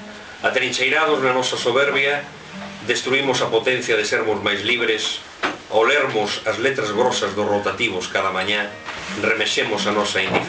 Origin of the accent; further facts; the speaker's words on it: Allariz, Galicia, Spain; eu son de Allariz, xa comentastes, iso é inevitable. Mas tamén teño unha parte familiar na Limia, en concreto na Pereira, concello de Regui de Veiga.